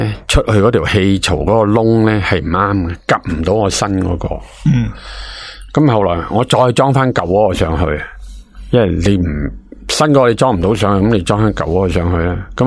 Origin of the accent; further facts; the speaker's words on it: China; 咁西人咧就冇我哋中国人咁好镬气啊